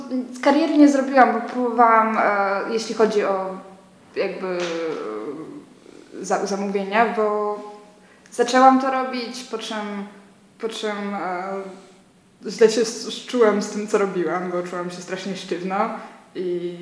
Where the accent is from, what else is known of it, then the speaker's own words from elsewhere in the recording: Kraków, Lesser Poland, Poland; also born or lived in Łódź; ja tu tylko wróciłam z Łodzi po pół roku i to jest całe moje doświadczenie z byciem poza Krakowem.